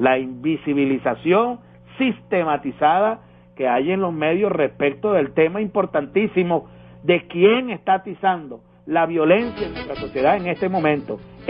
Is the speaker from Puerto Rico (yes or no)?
no; Venezuela; el hombre que nos está representando como venezolanas y venezolanos